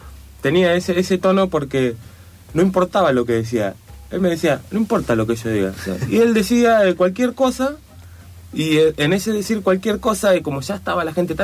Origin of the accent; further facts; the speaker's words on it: Neuquén, Argentina; yo soy de Neuquén, entonces en Neuquén tenemos mendigos, pero son dos o tres, son los locos del pueblo